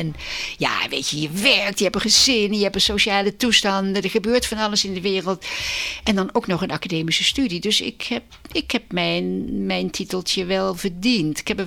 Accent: Den Bosch, North Brabant, Netherlands; also born or lived in Tilburg; Nou, ik ben geboren in Tilburg en opgevoed in Den Bosch, Brabant. En ik kom uit een hoogstburgerlijk gezin.

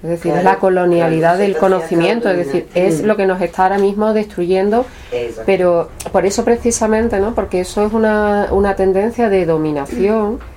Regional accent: Andalusia, Spain; que nos siguen mirando como andaluces con desprecio cuando salimos de despeñeperros casi

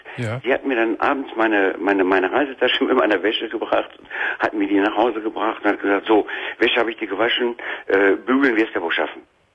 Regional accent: North Rhine-Westphalia, Germany; Ich lebe jetzt in Nordrhein-Westfalen, meiner Heimatstadt.

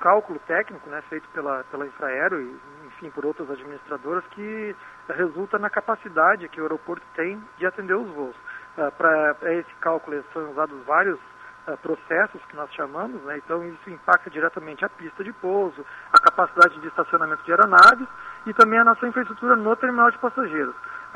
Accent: Porto Alegre, Rio Grande do Sul, Brazil; Eu venho lá do Sul, venho de Porto Alegre.

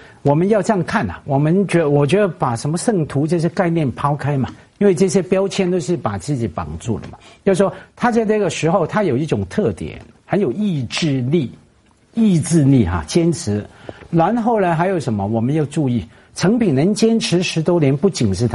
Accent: Hong Kong; 我成长在香港也好多书店啊

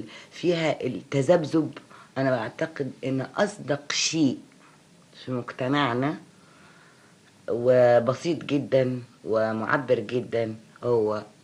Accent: Egypt; فأنا مواطنة مصرية أولا وأخيرا.

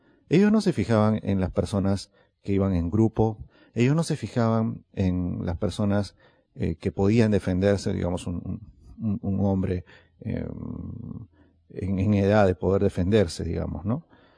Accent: Lima, Peru; No, es en mi país hay un lugar peligroso, no voy a decir cuál es, hay un lugar peligroso ahí en Lima

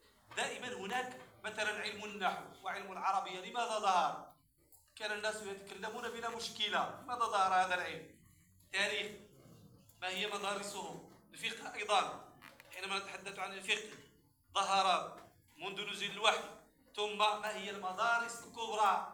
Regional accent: Morocco; لما ظهرت القهوة والشاي عندنا في المغرب ولم يكن أهل بلدنا يعرفون القهوة

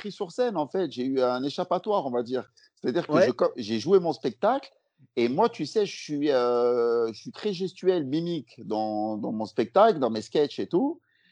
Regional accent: Lyon, Auvergne-Rhône-Alpes, France; now in Paris, France; parce que moi, je suis lyonnais de base, et quand je suis arrivé sur Paris, c'était le début du stand-up

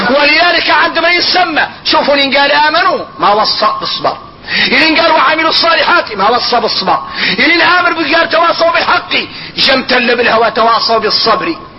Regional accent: Mauritania; عندنا احنا موريتاني وتربينا بها

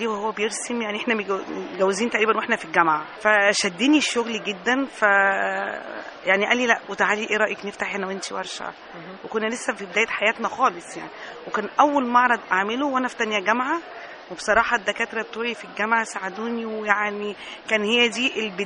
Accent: Egypt; انما كحرفيين احنا عندنا في مصر حرفيين ما لهمش حل.

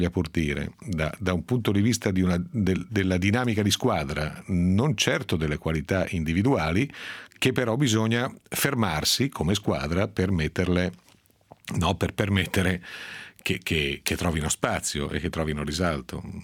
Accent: Piedmont, Italy; Esagerumanen, come diciamo dalle mie parti piemontesi.

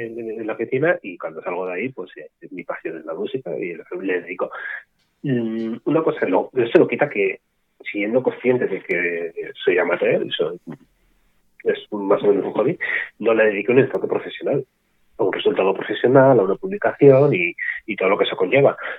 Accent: Madrid, Community of Madrid, Spain; Soy un músico de Madrid, músico aficionado, ahora mismo no soy profesional.

